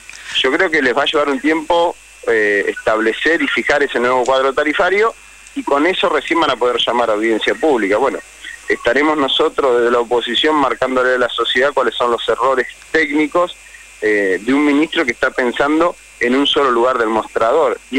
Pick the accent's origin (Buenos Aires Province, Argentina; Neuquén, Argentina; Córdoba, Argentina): Neuquén, Argentina; En mi provincia, yo soy de Neuquén, no es un tema menor lo que él está diciendo.